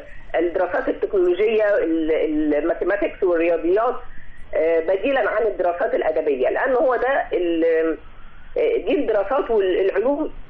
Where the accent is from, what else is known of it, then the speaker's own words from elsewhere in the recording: Egypt; ما احنا عندنا في مصر احنا نستطيع ان احنا نستخدم الطاقة الشمسية في الإنارة بدلا من الكهرباء